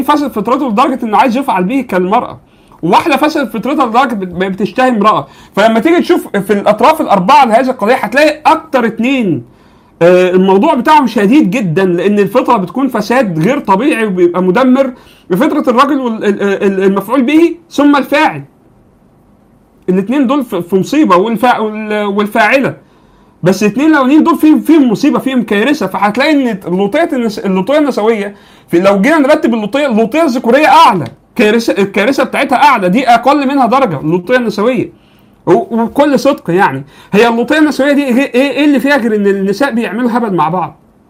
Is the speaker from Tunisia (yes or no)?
no; Egypt; عندنا في مصر